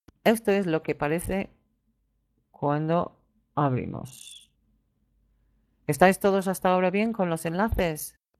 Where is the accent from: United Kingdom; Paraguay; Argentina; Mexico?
United Kingdom; England; creo que es más bien de la localidad inglesa de donde soy yo